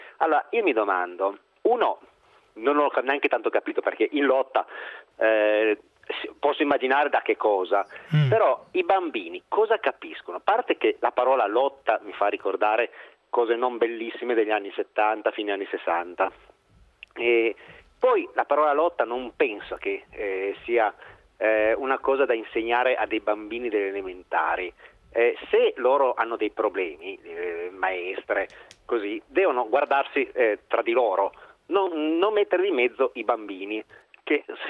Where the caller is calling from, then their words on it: Rivalta di Torino, Piedmont, Italy; Nel mio paesino, io abito, dico anche dove, a Rivalta di Torino